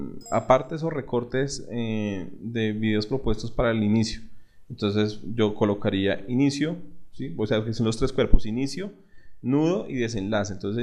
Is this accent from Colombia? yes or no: yes; Colombia; nosotros somos colombianos, nuestra realidad es otra